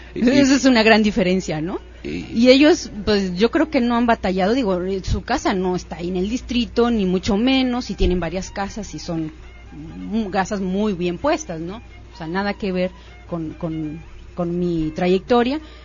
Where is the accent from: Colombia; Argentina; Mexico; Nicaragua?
Mexico; Monterrey, Nuevo León; yo nací aquí en Monterrey. Nací y toda mi vida he vivido en la colonia del fraccionamiento Buenos Aires.